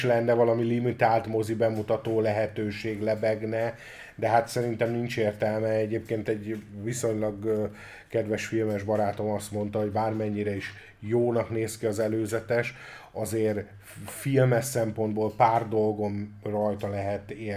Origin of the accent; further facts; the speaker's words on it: Hungary; magyarok vagyunk